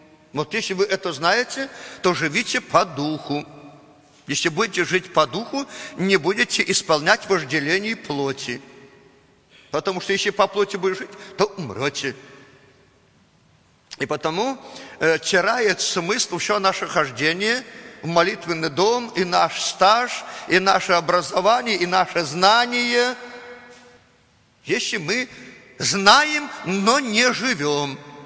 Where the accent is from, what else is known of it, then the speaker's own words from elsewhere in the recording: Belarus; Russian is a second language; Но мы привыкли так, мы же белорусы. Мы же русский язык не знаем так, как надо. У нас свой акцент, так сказать, свой запас и так далее.